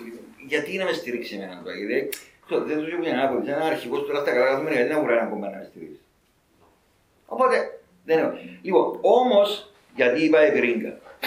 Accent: United States; Λοιπόν, εγώ μεγάλωσα στην Αμερική, ήταν φοιτητής. Έζησα τα κινήματα της Αμερικής που ήταν το απότοκο της δεκαετίας του 60.

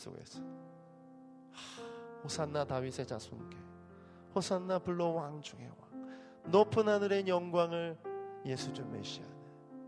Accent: Daejeon, South Korea; 저희 대전, 제가 대전 출신인데

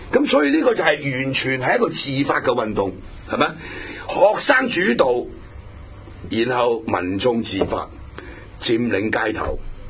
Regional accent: Hong Kong; 你冇搞我，我係香港人，係咪？

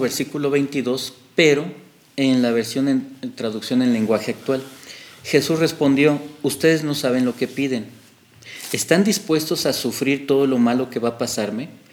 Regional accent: Mexico; Perdóname la expresión, soy mexicano, lo voy a usar y yo creo que los mexicanos lo vamos a entender.

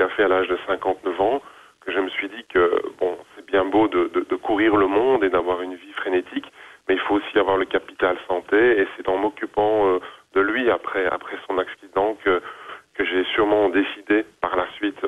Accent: Belgium; now in Scotland; le fait que je ne sois pas écossais, mais que je vive en Écosse et que je paye mes taxes en Écosse

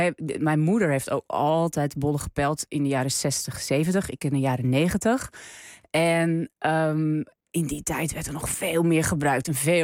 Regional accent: North Holland, Netherlands; waar ik vandaan kom uit de kop van Noord-Holland, daar is niet zo heel veel ander werk.

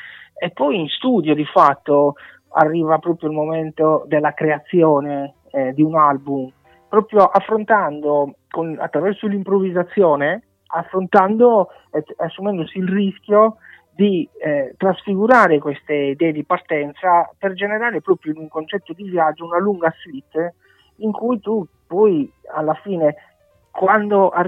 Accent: Sardinia, Italy; nel mio caso, visto che sono sardo, dell'età nuragica

